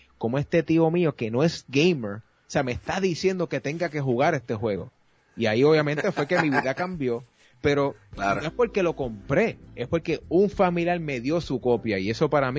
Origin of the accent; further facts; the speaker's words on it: Bayamón, Puerto Rico; Yo soy de Bayamón, nativo de Bayamón, pero mis abuelos, que descansen en paz, eran de Utuado.